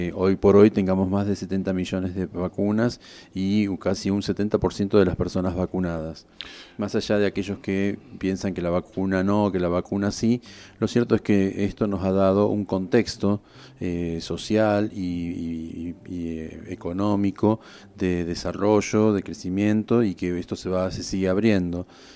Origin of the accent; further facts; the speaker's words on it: Argentina; esas cualidades que tenemos como argentinos